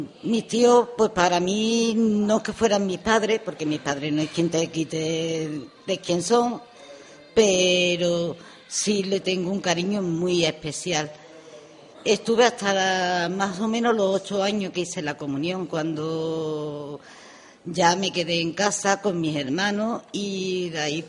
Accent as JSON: {"language": "Spanish", "town": "Osuna", "region": "Andalusia", "country": "Spain", "said": "soy de Andalucía. Soy de Sevilla, bueno, de un pueblo de Sevilla, soy de Osuna. Estoy aquí de vacaciones porque tengo mi hijo aquí."}